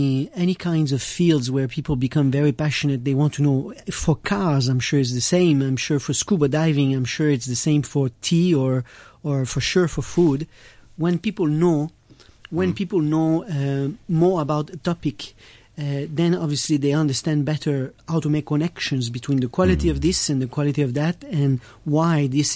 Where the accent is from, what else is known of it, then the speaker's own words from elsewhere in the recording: France; accent: French; English is a second language; my French accent, right?